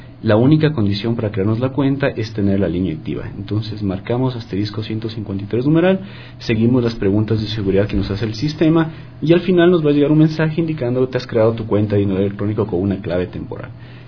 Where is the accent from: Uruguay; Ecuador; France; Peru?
Ecuador; Nosotros como ecuatorianos debemos estar orgullosos de este sistema que tenemos